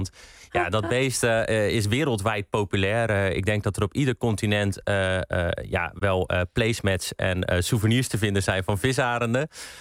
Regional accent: Sliedrecht, South Holland, Netherlands; Dit was inderdaad een omroep van het dorp waar ik opgegroeid ben in Sliedrecht.

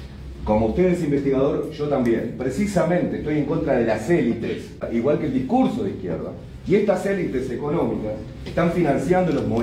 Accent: Uruguay; Somos todos uruguayos

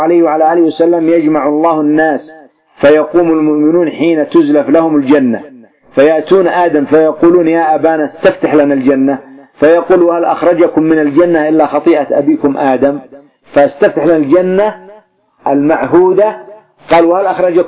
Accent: Yemen; والمقبرة تسمى عندنا في اليمن إيش مجنة

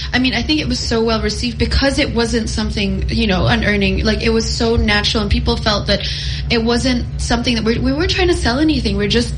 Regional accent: Kansas, United States; born there; yeah, I was born in Kansas

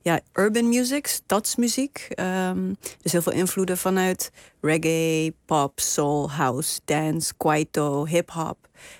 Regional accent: Namibia; En iedereen sprak Nederlands en ik sprak Afrikaans. En ik moest de hele tijd uitleggen waar ik vandaan kwam. En ik vol trots vertelde ik dat ik uit Namibië kwam.

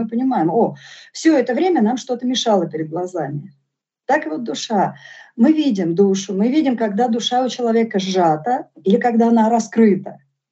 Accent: Moscow, Russia; born there; я вообще родилась в Москве

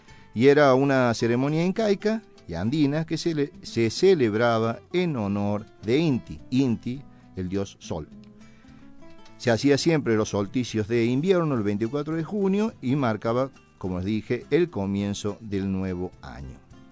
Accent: Argentina; quiénes somos, quiénes, los argentinos

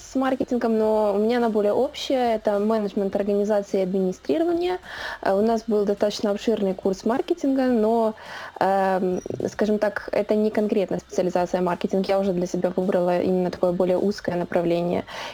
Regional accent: Odesa, Odesa Oblast, Ukraine; now in Kyiv, Ukraine; Да, я проживаю в Киеве на данный момент. Сама я родом с Одессы.

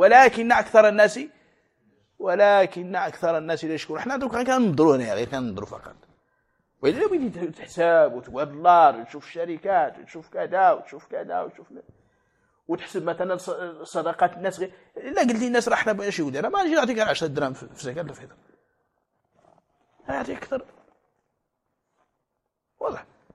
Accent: Morocco; حنا المغرب هادو المغاربة المحتفين

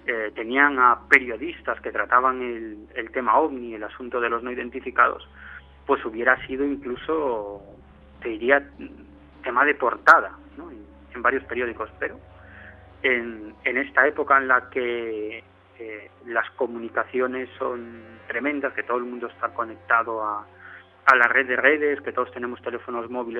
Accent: Galicia, Spain; Yo soy gallego, por lo tanto, ¿qué voy a decir yo de Galicia?

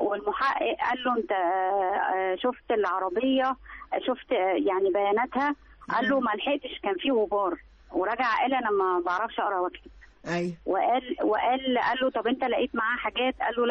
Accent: Alexandria, Alexandria Governorate, Egypt; من اسكندرية برضو

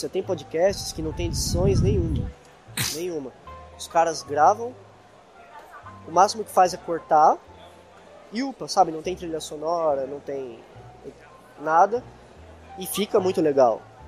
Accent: São Paulo, Brazil; a gente é aqui de São Paulo, né? São Paulo é uma megalópole, né? Considerado, né, uma grande capital, assim como várias outras no mundo, né? Como Nova York, etc.

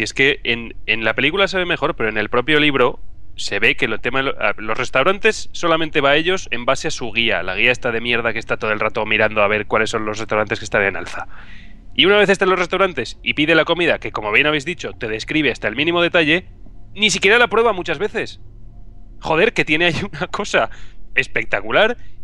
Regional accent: Zaragoza, Aragon, Spain; la Universidad de Zaragoza, ¿vale? De mi tierra.

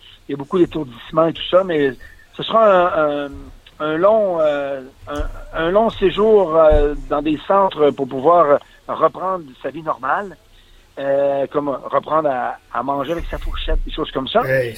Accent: Quebec, Canada; Mais contrairement à chez nous, au Lac-Saint-Jean, ces joueurs-là sont beaucoup de...

